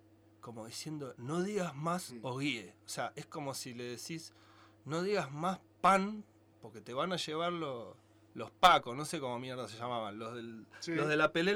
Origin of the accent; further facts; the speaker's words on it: Argentina; Y bueno, soy argentino y me llegó la información